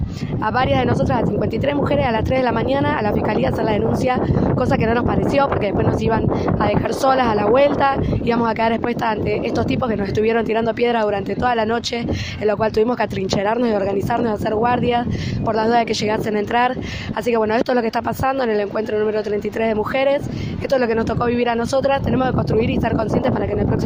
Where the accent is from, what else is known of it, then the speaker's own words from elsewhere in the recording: La Matanza, Buenos Aires Province, Argentina; soy del oeste de La Matanza de Buenos Aires.